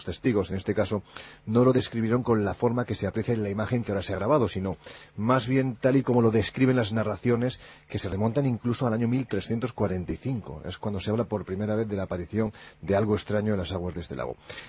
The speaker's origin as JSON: {"language": "Spanish", "region": "Andalusia", "country": "Spain", "said": "Es que yo soy andaluz, pero con muy poquita gracia, lo digo siempre."}